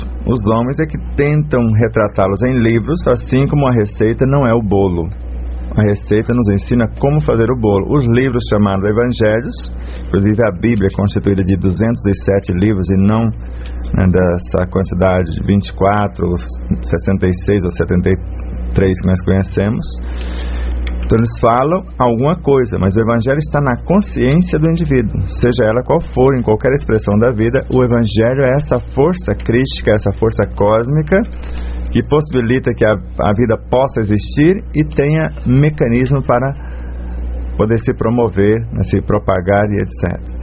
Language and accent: Portuguese; Bahia, Brazil; lá na minha terra, lá em Patambutela, na Bahia